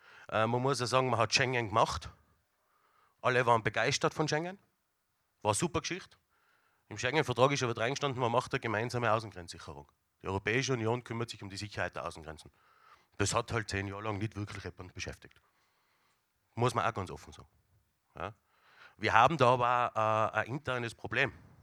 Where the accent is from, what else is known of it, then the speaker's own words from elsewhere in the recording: Tyrol, Austria; da sind wir als Tiroler natürlich dabei